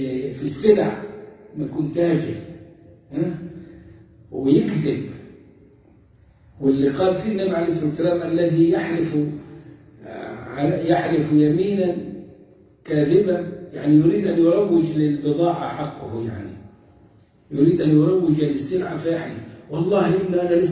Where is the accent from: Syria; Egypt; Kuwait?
Egypt; Upper Egypt; يعني عندنا في الصعيد تجار البهائم